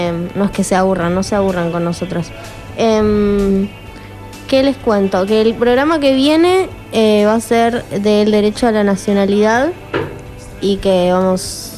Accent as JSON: {"language": "Spanish", "town": "Trelew", "region": "Chubut", "country": "Argentina", "said": "Yo justamente soy de Trelew, entonces cuando estábamos investigando, yo recuerdo que en el colegio lo hablábamos siempre"}